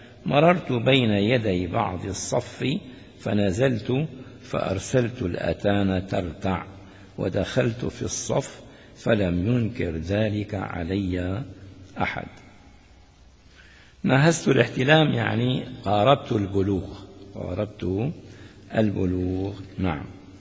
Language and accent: Arabic; Damascus, Damascus Governorate, Syria; يقولون العامة عندنا في سوريا في دمشق الشام خاصة